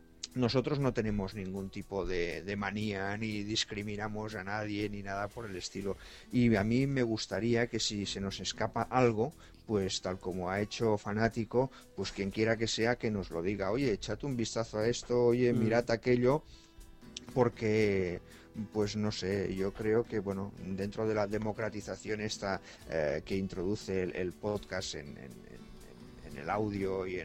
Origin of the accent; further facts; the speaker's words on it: Spain; Servinario y yo somos españoles